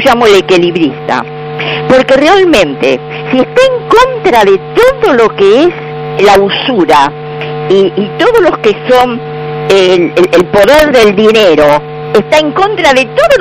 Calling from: Buenos Aires, Argentina; de Balvanera

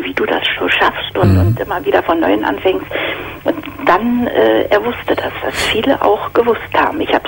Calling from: Berlin, Germany; Ja, ich komme aus Berlin und da sind doch immer in der Tageszeitung solche Anzeigen.

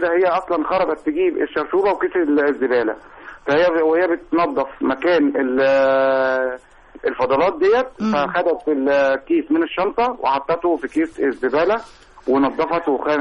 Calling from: Qalyubia, Egypt; محافظه القليوبيه

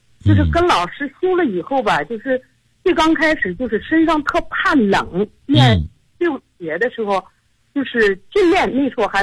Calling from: Xinjiang, China; 我是新疆的你的听众。

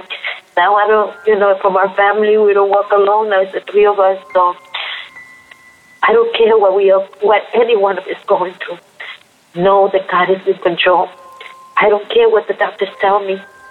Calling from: Queens, New York, United States; I'm calling from Queens, New York.

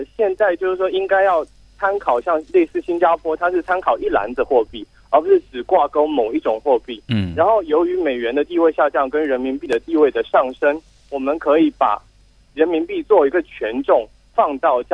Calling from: Hubei, China; 我来自湖北。

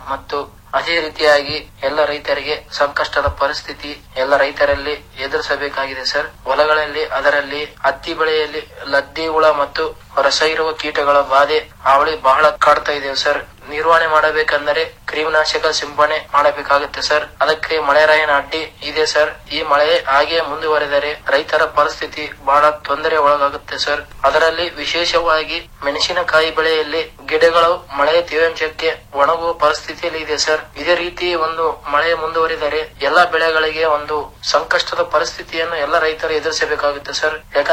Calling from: Mathamari, Karnataka, India; ರಾಯಚೂರ್ ತಾಲೂಕ್ ಮಠಮಾರಿ ಗ್ರಾಮದಿಂದ … ಮಾತಾಡ್ತಾ ಇರೋದು.

